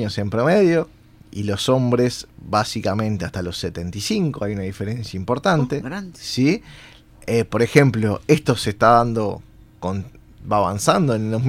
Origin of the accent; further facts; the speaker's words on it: Uruguay; cómo somos los uruguayos?